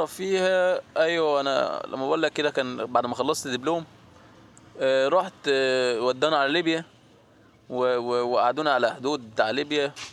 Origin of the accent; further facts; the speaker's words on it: Tatun, Faiyum Governorate, Egypt; انا من بلد حضرتك تطون تبع مركز اتصا